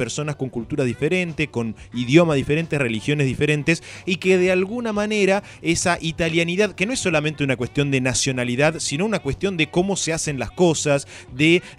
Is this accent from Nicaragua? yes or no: no; Argentina; ese proceso que nosotros, como latinoamericanos y como argentinos en particular, hemos vivido